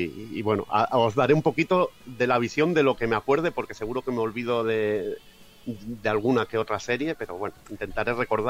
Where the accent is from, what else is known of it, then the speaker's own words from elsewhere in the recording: Catalonia, Spain; hay una región de España que es de donde soy yo, que es Cataluña, que está pegando a Francia